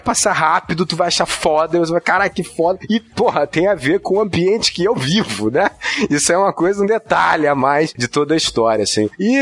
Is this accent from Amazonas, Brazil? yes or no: no; Rio de Janeiro, Brazil; Eu sou carioca, faz parte da parada